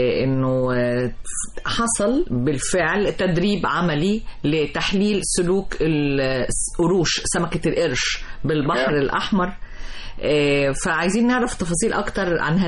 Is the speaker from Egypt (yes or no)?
yes; Egypt; طب وش معنى عندنا في مصر مكناش بنسمع عنه إلا مؤخرا